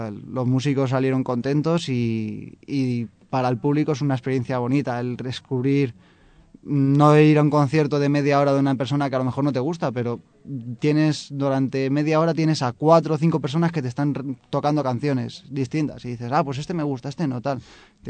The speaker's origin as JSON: {"language": "Spanish", "town": "Guadarrama", "region": "Community of Madrid", "country": "Spain", "tie": "born or raised there", "said": "intenté empezar en mi pueblo, en Guadarrama, a ver cómo estoy ahora"}